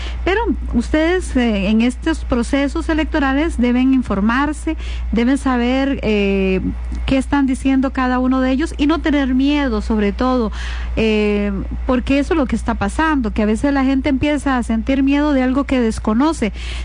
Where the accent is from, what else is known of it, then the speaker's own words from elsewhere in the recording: Costa Rica; es una obligación como costarricenses de hacerlo y de informarnos